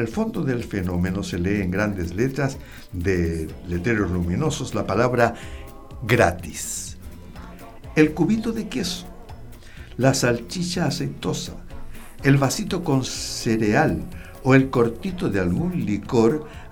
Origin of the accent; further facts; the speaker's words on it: Chile; ¿Para qué somos buenos los chilenos, digo?